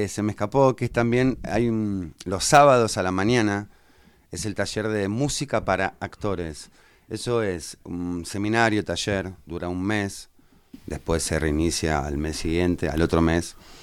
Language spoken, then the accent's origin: Spanish; San Fernando, Buenos Aires Province, Argentina; Vengo de la provincia de Buenos Aires.